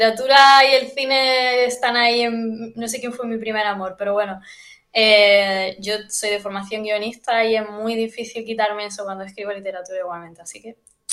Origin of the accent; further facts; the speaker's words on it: Jaén, Andalusia, Spain; Luego nos metimos a hacer un festival de literatura al año en Jaén, que es de donde yo soy.